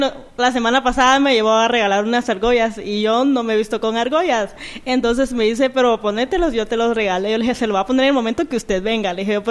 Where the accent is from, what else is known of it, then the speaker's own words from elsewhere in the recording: Mazatenango, Suchitepéquez, Guatemala; now in Guatemala City, Guatemala; Yo soy de Mazatenango. De Mazatenango, 6 años llevo ya de estar acá en la capital.